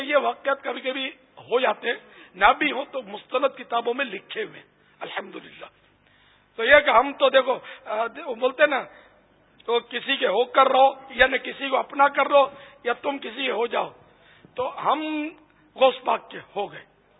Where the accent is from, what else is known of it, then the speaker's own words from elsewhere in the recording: Karachi, Sindh, Pakistan; born there; میں تو خیر باب المدینہ میں پیدا ہوا ہوں, وہ ہمارے ماں باپ وہاں کے تھے, تو وہاں پہلے سب یہ گوشت پاک کے ماننے والے ہوتے تھے مسلمان.